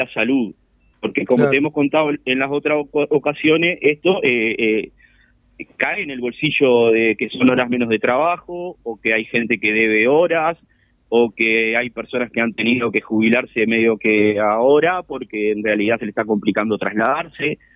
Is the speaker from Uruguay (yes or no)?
yes; San Luis, Canelones, Uruguay; acá a 4 kilómetros de San Luis, de donde soy yo, que acá en San Luis el tema más afectado es por el 712